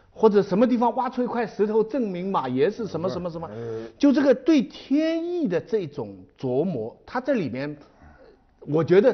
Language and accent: Chinese; China; 我们中国人呢、平常碰到如果一个非常房子倒了